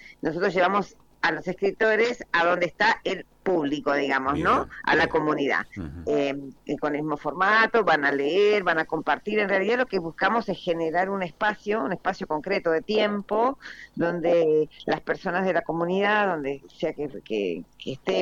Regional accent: Mendoza, Argentina; now in Buenos Aires, Argentina; yo soy mendocina, vivo en Buenos Aires hace muchísimos años, pero soy mendocina

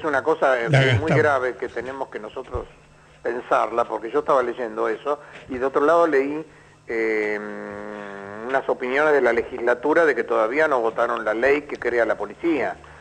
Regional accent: Buenos Aires, Argentina; Yo soy porteño, orgullosamente porteño

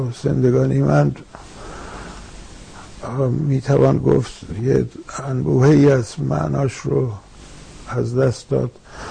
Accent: Iran; درسته که اکنون بیرون از ایران هستم، ولی به هر حال ایران با من، ایران در من، زبان فارسی میهن من است، من هر جو برم ایران با منه. تمام خوابهای من به فارسیه

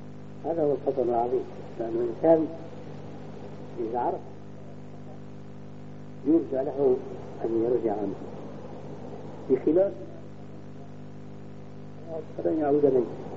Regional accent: Syria; عندنا في الشام

